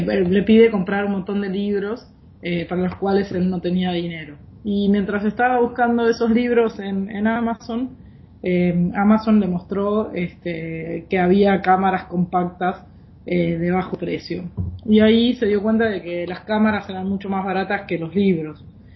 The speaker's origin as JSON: {"language": "Spanish", "country": "Argentina", "said": "Yo soy de Argentina."}